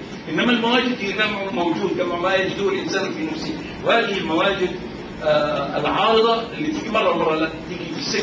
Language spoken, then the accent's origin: Arabic; Qatar; اقول لهم لا انا من قطر. قطر؟ قطر دي فين؟ اقعد اقول لهم يعني في الجزيره العربيه.